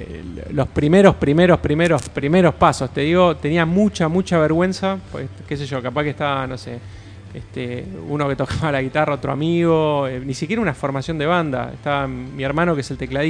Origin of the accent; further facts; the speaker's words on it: Avellaneda, Buenos Aires Province, Argentina; somos en mayoría de Avellaneda, de Sarandí